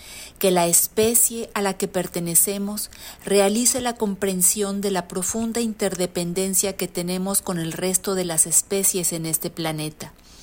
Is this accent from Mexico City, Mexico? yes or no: no; Xalapa, Veracruz, Mexico; de Jalapa, Veracruz, México.